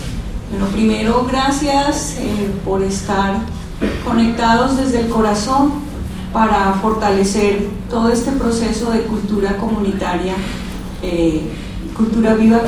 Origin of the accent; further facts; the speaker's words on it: Nariño, Colombia; Nosotros como colombianos también estamos en esas, nos vamos a reacomodar y necesitamos estar muy plantados en nuestros territorios